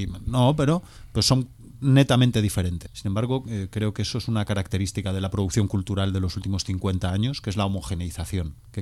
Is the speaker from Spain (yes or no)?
yes; Galicia, Spain; yo soy gallego, o sea, yo soy de la tierra de la cocaína